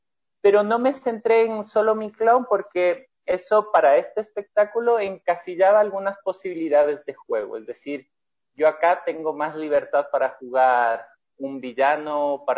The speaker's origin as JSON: {"language": "Spanish", "country": "Ecuador", "said": "yo soy ecuatoriano."}